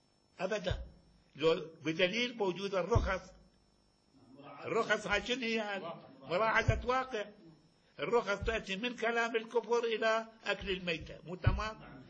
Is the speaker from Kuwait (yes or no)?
yes; Kuwait; هذا عرفنا احنا من الكويت